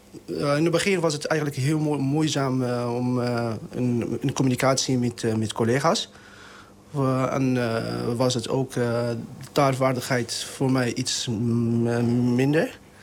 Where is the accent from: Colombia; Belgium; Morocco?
Morocco; Dutch is a second language; Ik kom uit Marokko. Marokko is mijn afkomst. Moederland. Vaderland.